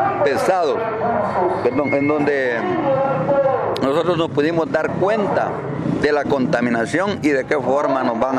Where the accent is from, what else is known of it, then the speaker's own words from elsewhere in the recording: Nueva Santa Rosa, Santa Rosa, Guatemala; Conforme a las fuentes de agua, yo soy de Nueva Santa Rosa.